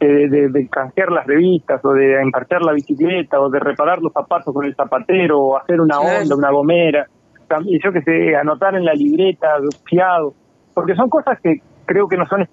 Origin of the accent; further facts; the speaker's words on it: San Gregorio de Polanco, Tacuarembó, Uruguay; Y yo soy de San Gregorio de Polanco, así que no, ninguno es de la capital